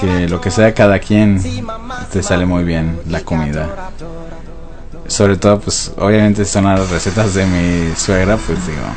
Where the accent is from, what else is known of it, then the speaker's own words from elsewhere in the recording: Mexico City, Mexico; Nosotros los romeritos en la Ciudad de México, hacemos el bacalao, esas cosas que nada más haces en Navidad